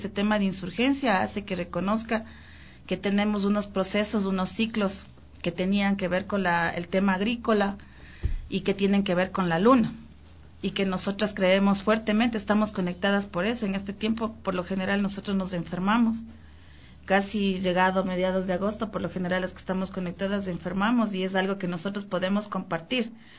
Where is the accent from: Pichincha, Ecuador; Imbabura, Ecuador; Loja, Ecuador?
Imbabura, Ecuador; yo soy de Imbabura. Y tengo dentro de mi identidad el proceso afroecuatoriano y el proceso indígena